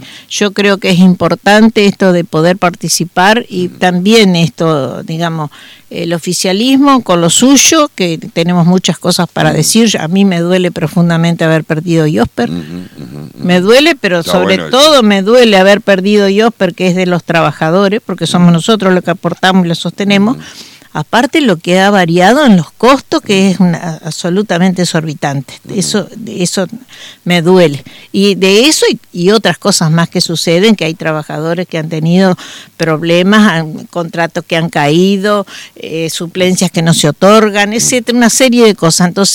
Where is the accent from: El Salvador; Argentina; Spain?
Argentina; yo digamos como argentina, yo esas cosas no las puedo soportar